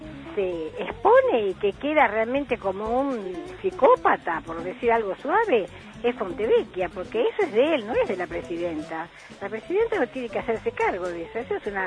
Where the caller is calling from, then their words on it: La Lucila, Buenos Aires Province, Argentina; de la Lucila.